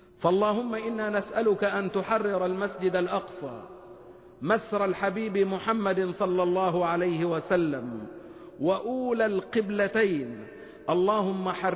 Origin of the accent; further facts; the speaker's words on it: Egypt; وأن يحفظ بلدنا مصر وشعبها وقائدها وكل مؤسساتها من كل مكروه وسوء